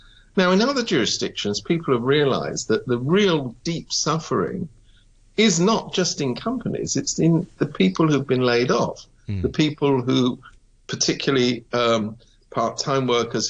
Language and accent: English; United Kingdom; now in Hong Kong; I have to admit, I come from Britain.